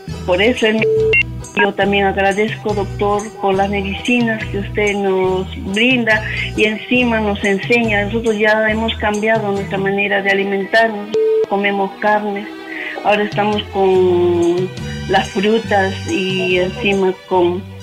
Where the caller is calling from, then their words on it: Santa Anita, Lima, Peru; Soy de Santa Anita, le estoy llamando de ahí.